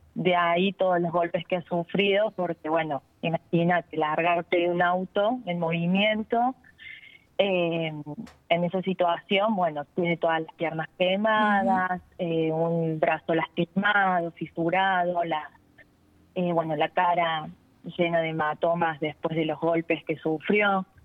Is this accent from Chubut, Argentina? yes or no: no; Villa Allende, Córdoba, Argentina; yo soy de Villa Allende, fue a la vuelta de mi casa